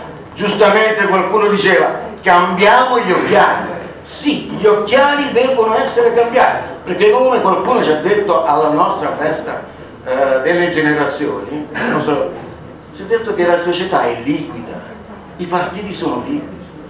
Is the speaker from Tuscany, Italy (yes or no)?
no; Novi Ligure, Piedmont, Italy; se io abito a parlo di Novi Ligure perché vengo da Novi Ligure, c'è l'industria del cioccolato molto fiorente